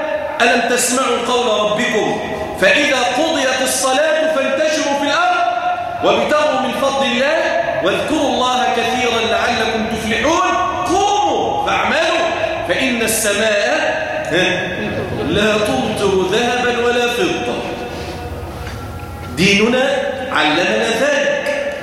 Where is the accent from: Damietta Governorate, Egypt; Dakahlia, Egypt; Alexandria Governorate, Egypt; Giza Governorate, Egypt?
Damietta Governorate, Egypt; Damietta; اللهم اجعل بلادنا دمياط واحده للامن والامان